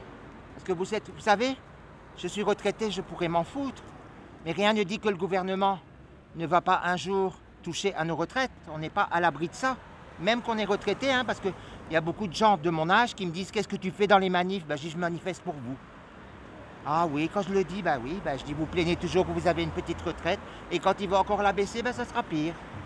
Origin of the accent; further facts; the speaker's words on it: Dunkirk, Hauts-de-France, France; J'ai pris le bus, je viens de Dunkerque, donc le bus, je le prenais, il était gratuit comme ici maintenant.